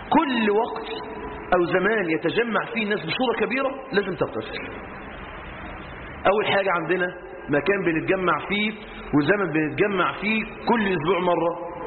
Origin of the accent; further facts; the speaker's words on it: Egypt; لو عندنا في مصر 20 نهر نيل